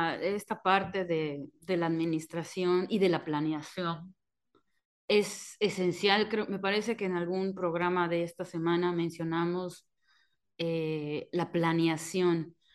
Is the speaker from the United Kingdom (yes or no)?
no; Mexico; como buenos mexicanos nos da pena cobrar